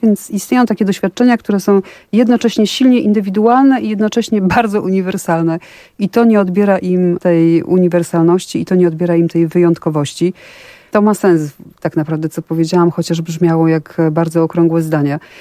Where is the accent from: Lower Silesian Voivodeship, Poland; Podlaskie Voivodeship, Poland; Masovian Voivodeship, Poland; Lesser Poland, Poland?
Masovian Voivodeship, Poland; Warsaw; Mi nie, jak widać, ja jestem z Warszawy.